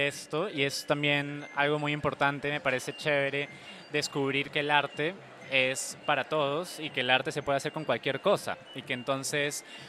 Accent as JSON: {"language": "Spanish", "region": "Lima", "country": "Peru", "said": "Yo soy de Perú, yo soy de Lima"}